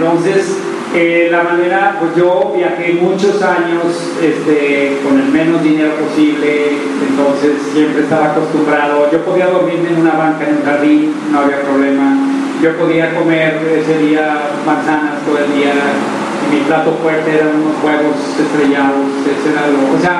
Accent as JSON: {"language": "Spanish", "town": "Tlaquepaque", "region": "Jalisco", "country": "Mexico", "tie": "born there", "said": "Yo nací en Tlaquepaque, Jalisco, la capital del mundo."}